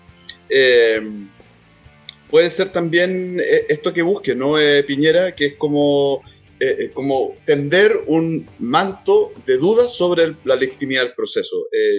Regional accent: Talcahuano, Biobío, Chile; born there; Nací en Talcahuano yo también

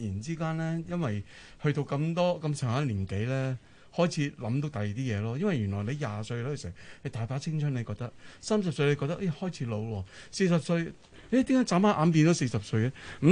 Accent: Hong Kong; 亦都可以 retain 翻我係香港人。

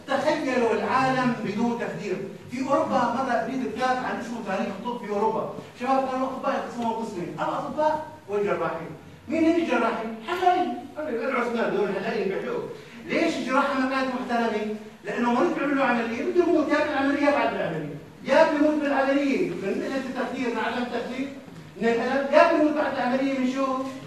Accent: Syria; اما عندنا في سوريا الامر مخلوق تماما.

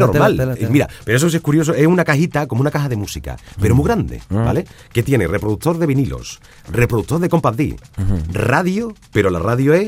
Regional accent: Manacor, Balearic Islands, Spain; born there; Que yo nací en Manacor, tío.

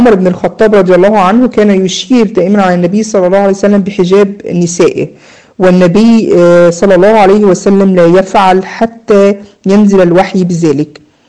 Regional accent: Egypt; عندنا في مصر يقولوا مثلا يقول لك يا بخت من زار وخفف.

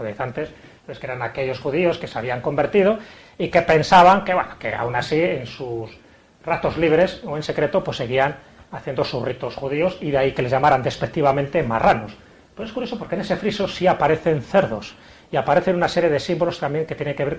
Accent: León, Castile and León, Spain; nos vamos a mi tierra, ¿no? A León

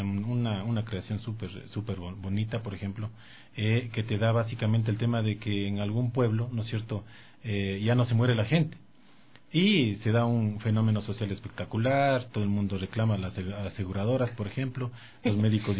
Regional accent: Ecuador; Definitivamente a los ecuatorianos no nos gusta leer

